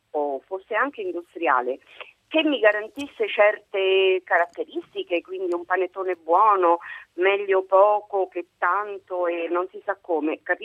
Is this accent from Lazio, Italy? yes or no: yes; Rome, Lazio, Italy; io sono di Roma e quindi gli miei acquisti sono su Roma